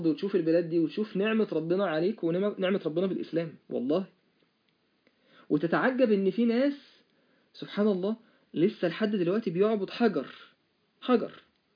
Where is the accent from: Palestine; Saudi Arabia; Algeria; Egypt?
Egypt; انا من مصر وانت من الصين